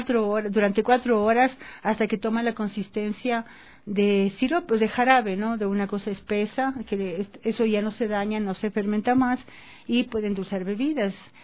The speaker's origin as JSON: {"language": "Spanish", "town": "Quito", "region": "Pichincha", "country": "Ecuador", "said": "yo soy acá de Quito"}